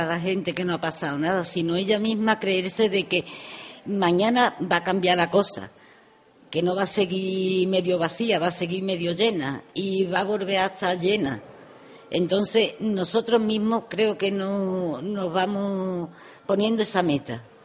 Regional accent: Osuna, Andalusia, Spain; soy de Andalucía. Soy de Sevilla, bueno, de un pueblo de Sevilla, soy de Osuna. Estoy aquí de vacaciones porque tengo mi hijo aquí.

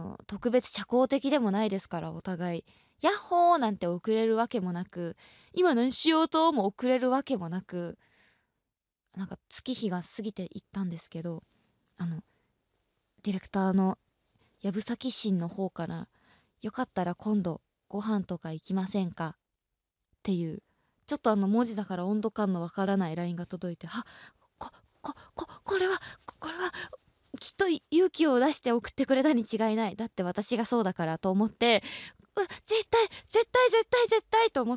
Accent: Tokyo, Japan; どこから来たんですかまではなんか私も意気揚々と、あ東京なんですみたいな、

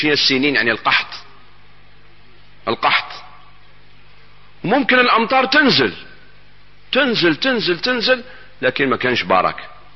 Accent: Algeria; أنا إلى الآن في بلادنا الجزائر الحبيبة، نسأل الله أن يحفظها من كل سوء

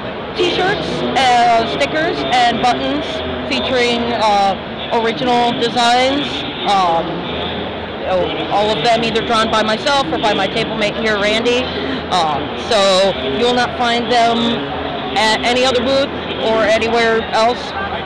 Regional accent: St. Louis, Missouri, United States; Archon, because I have to go there every year down in St. Louis. That's my hometown con.

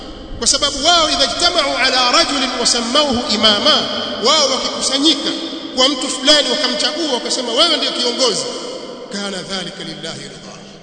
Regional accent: Tanzania; sote sisi ni Watanzania, sote Watanzania

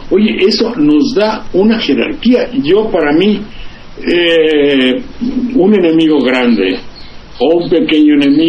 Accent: Mexico; como mexicano protesto, como ser humano, tengo todo el derecho de hacerlo y decirlo para quien lo guste oír.

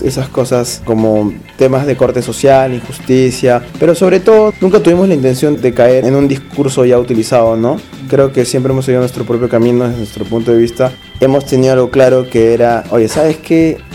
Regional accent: Tacna, Peru; also born or lived in Arequipa; si bien es cierto somos de Tacna, pero nace en la ciudad de Arequipa, porque en ese momento el baterista y yo vivíamos allá.

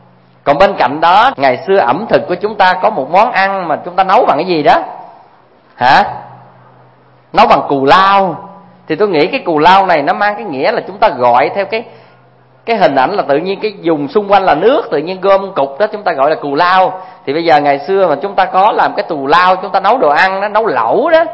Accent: Tra On, Vĩnh Long, Vietnam; Hay dưới quê tôi á, ngang sông Trà Ôn nó có một cái cù lao cũng nên thơ lắm

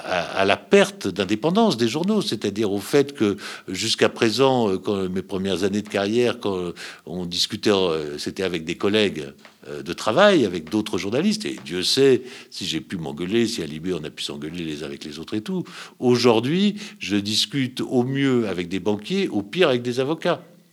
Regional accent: France; c'est qu'elle est en danger ici, là, chez nous, en France, immédiatement.

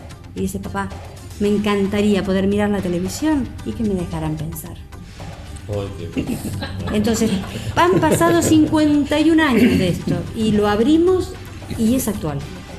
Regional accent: Argentina; now in Spain; yo como mujer, como argentina, para mí es un orgullo traer Archidona

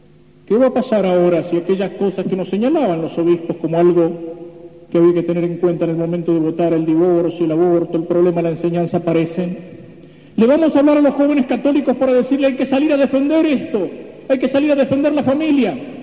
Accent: Argentina; pero yo acá en la Argentina no tengo televisión

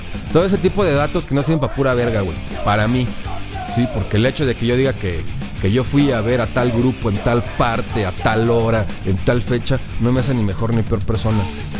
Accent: Mexico; Somos mexicanos.

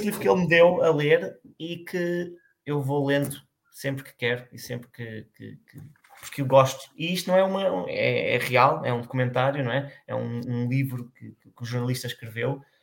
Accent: Lisbon, Portugal; Eu sou de Lisboa

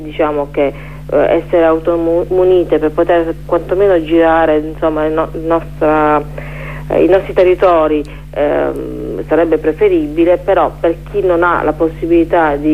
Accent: Apulia, Italy; a parte noi che organizziamo, non sono pugliesi

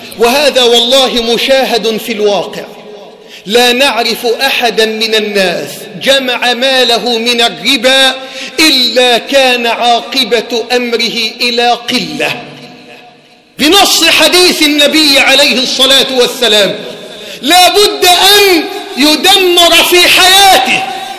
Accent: Egypt; وطهر بلدنا مصر واحة للأمن والأمان وسائر بلاد

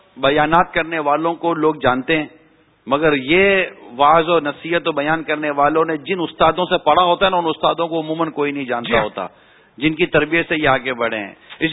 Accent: Karachi, Sindh, Pakistan; میں اپنے علاقے میں خارا در واپس گیا ہوں

